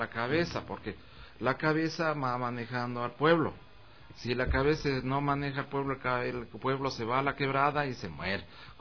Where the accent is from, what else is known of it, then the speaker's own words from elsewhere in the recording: Calacalí, Pichincha, Ecuador; ahí estoy yo con mi pueblo ahí. Con mi pueblo de Calacalí, incrustado en el centro del mundo